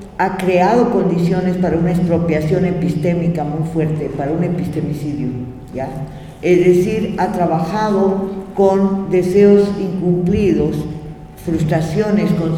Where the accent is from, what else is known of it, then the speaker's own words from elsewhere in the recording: Bolivia; Porque ya me va a dar vergüenza que soy boliviana.